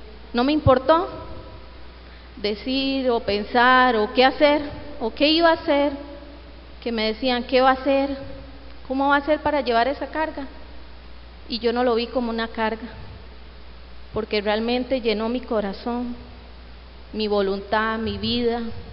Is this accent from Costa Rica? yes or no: yes; San José, Costa Rica; now in Grecia, Costa Rica; Les comento que yo soy de San José. Ahí nací, ahí viví gran parte de mi vida, la mayoría. Hasta hace poco fue que me trajeron para Grecia